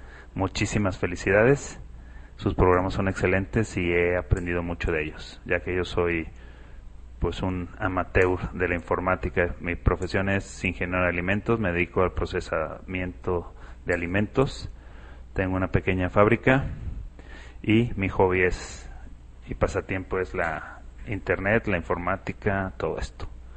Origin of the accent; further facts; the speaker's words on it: Torreón, Coahuila, Mexico; de Torreón. Torreón está al norte de México, al centro norte, como 600 kilómetros de Estados Unidos y a 1000 kilómetros más o menos de la Ciudad de México.